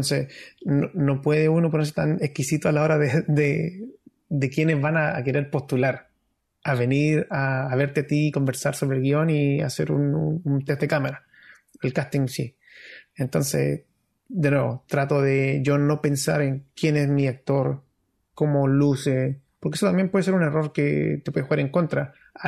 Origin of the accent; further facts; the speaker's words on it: Antofagasta, Chile; Que soy de Antofagasta y soy de la población